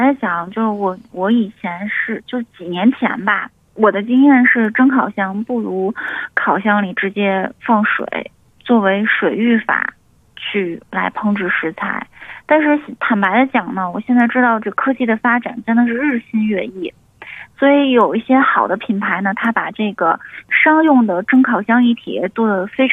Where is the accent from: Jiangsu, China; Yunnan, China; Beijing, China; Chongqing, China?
Beijing, China; 然后咱们北京人爱吃的那个圆茄子